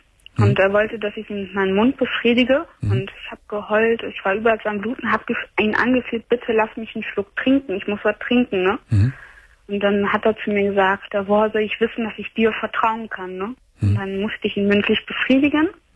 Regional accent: Brazil; Ich bin Brasilianerin.

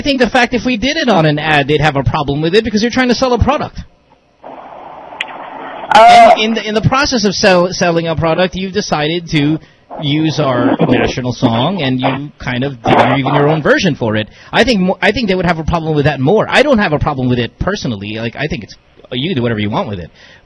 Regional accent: Philippines; My mom is Indian. Mm-hmm. That's why … But I'm Filipino

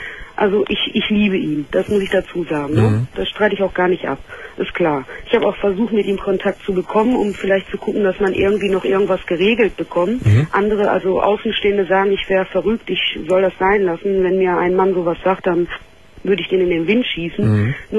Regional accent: Morocco; Aus Marokko.

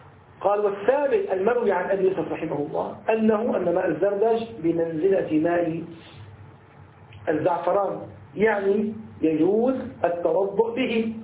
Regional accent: Syria; أنا أذكر يعني أنني أدركت عندنا في الشام كانوا يستعملونها عوض عن الصابون

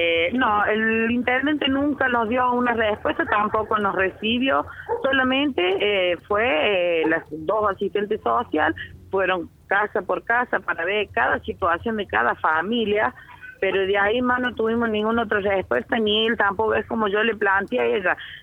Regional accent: Unquillo, Córdoba, Argentina; Somos gente de Unquillo, somos unquillenses, somos el pueblo de él

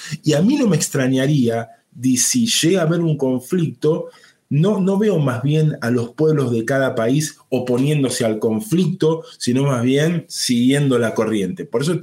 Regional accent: Buenos Aires, Argentina; La sensación como un argentino, porteño, argentino, pampeano, digamos, que soy yo, es...

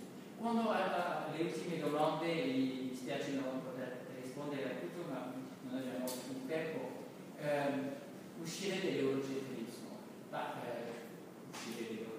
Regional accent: China; Italian is a second language; Come cinese, non voglio dire che è lo stesso

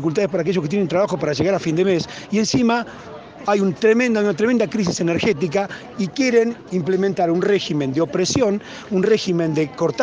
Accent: Buenos Aires, Argentina; en la provincia de Buenos Aires, que es de donde yo vengo, en la capital

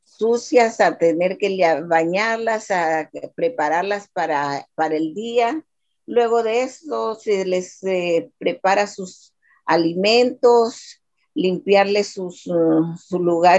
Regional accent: Honduras; Yo soy originaria de Honduras.

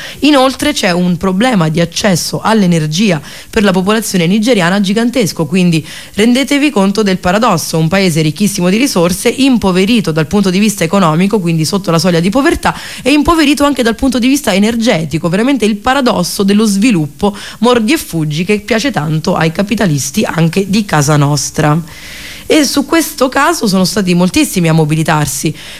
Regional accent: Basilicata, Italy; perché vengo dalla Basilicata, dalla Val d'Agri.

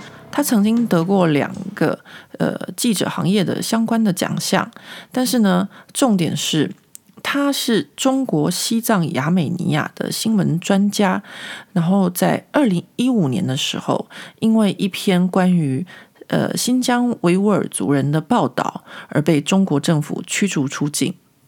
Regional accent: Taiwan; 像我们这种在台湾长大没有什么被监视的经验的人来说呢

